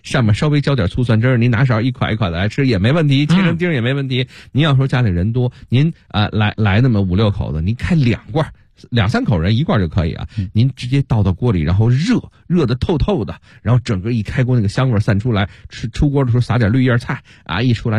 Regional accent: Beijing, China; 咱们北京人就叫它花生猪蹄儿

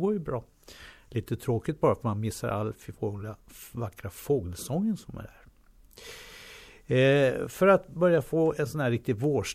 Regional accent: Stockholm, Stockholm County, Sweden; born there; Då gick man ner till idrottsplatsen där hemma i Hjorthagen där jag födde.

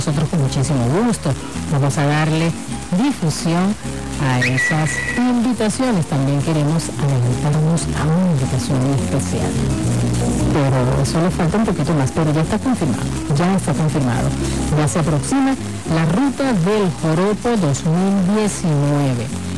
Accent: Anzoátegui, Venezuela; en todo el oriente, en Anzoátegui, mi tierra natal

